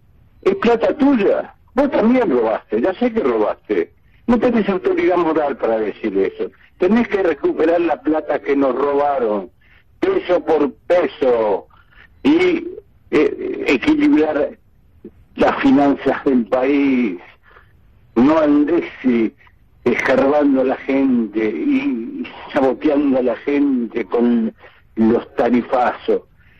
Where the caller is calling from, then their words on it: Villa Martelli, Buenos Aires Province, Argentina; de Villa Martelli